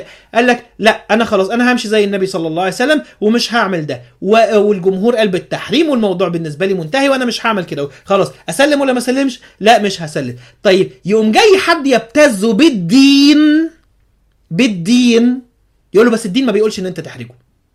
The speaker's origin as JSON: {"language": "Arabic", "town": "Alexandria", "region": "Alexandria Governorate", "country": "Egypt", "tie": "born or raised there", "said": "كنا مثلا نبقى راكبين الترام عندنا في اسكندريه"}